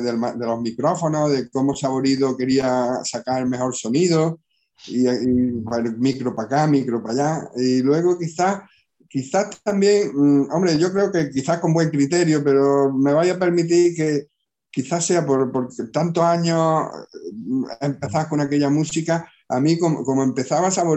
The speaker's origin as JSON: {"language": "Spanish", "town": "Villanueva de Córdoba", "region": "Andalusia", "country": "Spain", "tie": "born or raised there", "said": "Y mi pueblo es Villanueva de Córdoba, se llama así, Villanueva de Córdoba."}